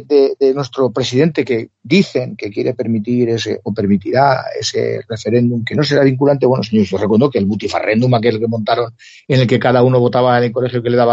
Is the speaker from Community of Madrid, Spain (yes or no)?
no; Valencian Community, Spain; A mí es que me llama risa como valenciano